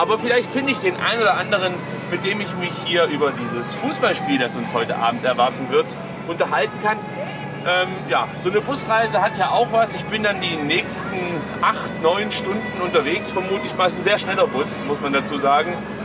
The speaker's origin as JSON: {"language": "German", "country": "Netherlands", "second_language": "German", "said": "Ich bin ja Holländer und kultiviert sprechen ist bei uns noch nicht so richtig angekommen."}